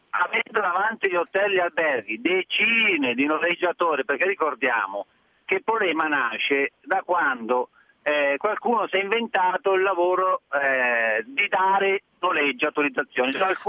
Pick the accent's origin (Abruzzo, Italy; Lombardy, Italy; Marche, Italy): Lombardy, Italy; Milan; io sono di Milano